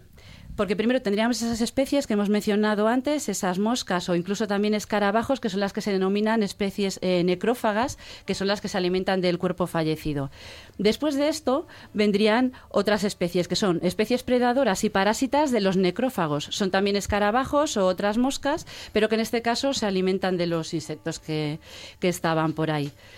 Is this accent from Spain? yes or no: yes; Galicia, Spain; Soy gallega, yo no lo puedo evitar.